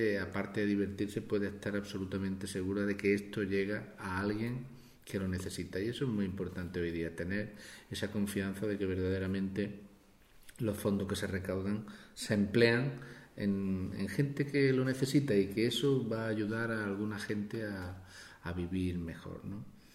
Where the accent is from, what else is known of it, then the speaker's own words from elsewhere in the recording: Archidona, Andalusia, Spain; born there; me siento orgulloso de que mi pueblo, el pueblo donde yo nací, donde pues quiero en algún momento también de mi vida volver